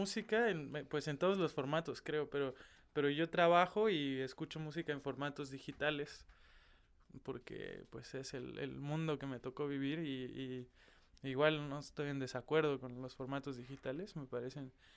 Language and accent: Spanish; Cuernavaca, Morelos, Mexico; also born or lived in Mexico City; Yo soy de México, de una ciudad que se llama Cuernavaca. Una ciudad más o menos pequeñita para las dimensiones del país. Y ahí empecé a estudiar, después me fui a la Ciudad de México.